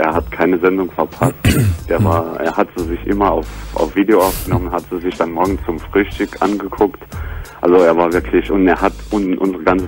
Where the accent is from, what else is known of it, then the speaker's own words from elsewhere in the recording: Grand Est, France; Weil ich Franzose bin.